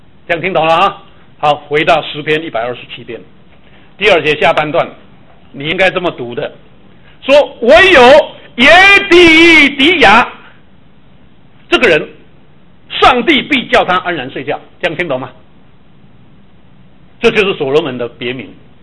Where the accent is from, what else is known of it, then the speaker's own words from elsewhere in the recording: Taiwan; 我是从台湾来的，会不会讲闽南话？